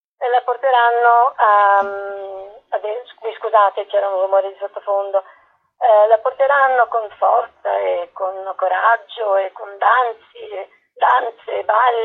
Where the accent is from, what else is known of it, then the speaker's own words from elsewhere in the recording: Apulia, Italy; non avere contatto con la mia terra, riscoprirla tardi, sono pugliese.